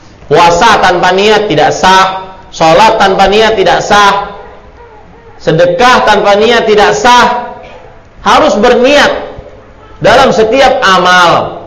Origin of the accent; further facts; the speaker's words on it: Banjarmasin, South Kalimantan, Indonesia; saya senantiasa berusaha memakai … menunjukkan saya dari Banjarmasin.